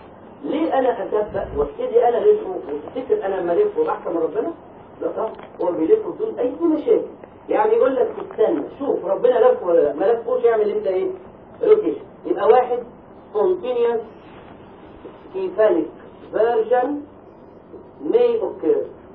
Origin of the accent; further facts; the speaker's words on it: Egypt; ثالث خط احنا عندنا في مصر اذا بيبي اتولد قبل 32 اسبوع يعيش؟